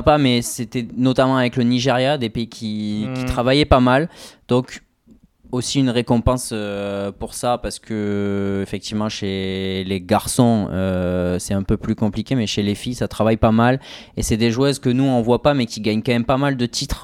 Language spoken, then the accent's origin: French; France; nous en tant que Français